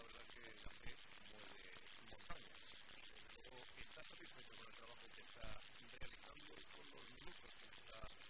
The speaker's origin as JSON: {"language": "Spanish", "town": "Elche", "region": "Valencian Community", "country": "Spain", "said": "demostrar que soy de Elche y hacia Elche pero también como Elche"}